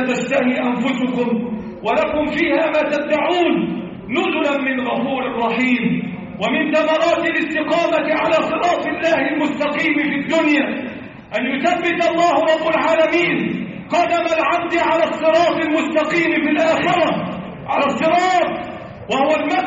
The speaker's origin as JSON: {"language": "Arabic", "country": "Egypt", "said": "اللهم احفظ بلدنا مصر"}